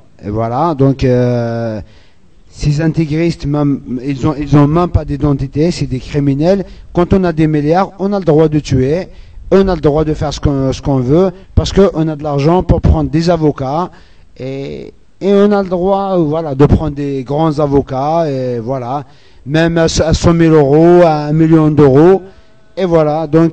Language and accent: French; Algeria; French is a second language; moi je suis Kabyle, je viens d'Algérie, donc je parle un peu français.